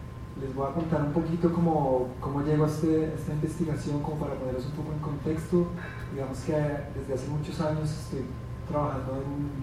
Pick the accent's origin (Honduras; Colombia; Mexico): Colombia; now in Germany; Soy colombiano, actualmente estoy viviendo en Alemania.